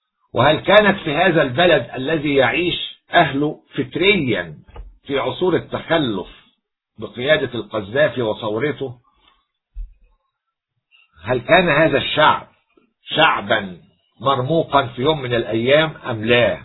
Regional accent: Egypt; نتباهى كمصريين

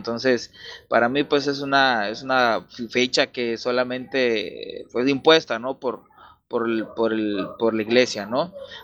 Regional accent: Mexico; todavía seguimos, nosotros como mexicanos, seguimos reproduciendo estos sistemas religiosos

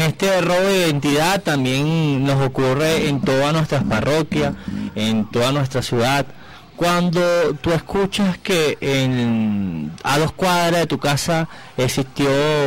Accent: Caracas, Capital District, Venezuela; para mí la parroquia más importante de Caracas, porque nací y vivo aquí. Y como sí, como todos tienen orgullo de decir, soy de Caricuao.

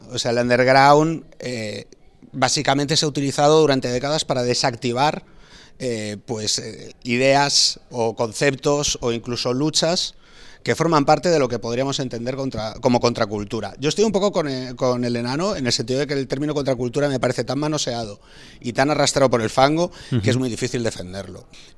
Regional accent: A Coruña, Galicia, Spain; Yo de pequeño en Coruña ni se me ocurría coger una bici

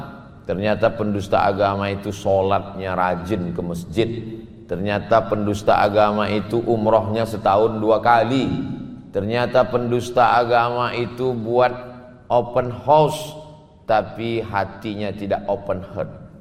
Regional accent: Pekanbaru, Riau, Indonesia; Saya dari Pekanbaru ikut bersama sahabat-sahabat Paskas menyerahkan foto, video, kami share.

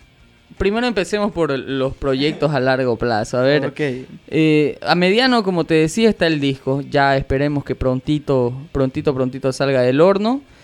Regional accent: Villamontes, Tarija, Bolivia; born there; now in Santa Cruz, Bolivia; así que de nacimiento pues yo soy chaqueño, soy villamontino, ¿no? Pero vivo acá y amo a Santa Cruz con todo mi corazón.

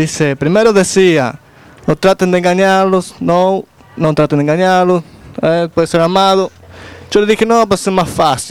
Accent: Kingston, Jamaica; Spanish is a second language; Al lado de Kingston.

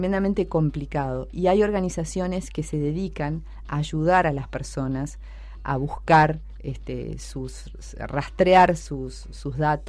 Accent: Argentina; A mí, yo soy argentina y naturalmente me pasa que no veo mucho en los medios de mi país a la gente que representa algunas causas

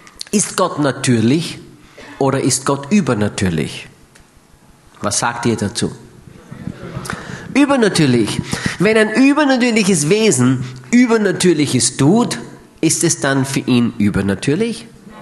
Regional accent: Austria; Aber bei uns in Österreich ist das ganz anders.

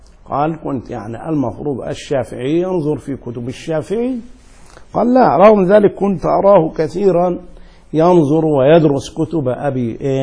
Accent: Upper Egypt, Egypt; من جنوب القاهرة يسمى صعيد، وأنا من صعيد مصر، أنا صعيدي.

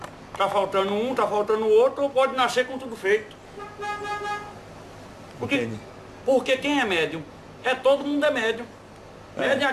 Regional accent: Senhor do Bonfim, Bahia, Brazil; Da Bahia, eu sou baiano, lá do Senhor do Bofim.

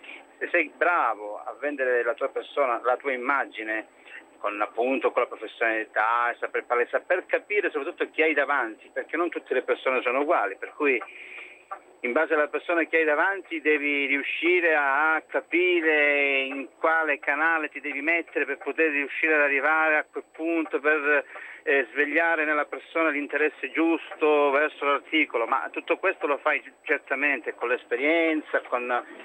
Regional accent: Crotone, Calabria, Italy; now in Como, Italy; io chiamo da Como, ma sono calabrese, sono di Crotone.

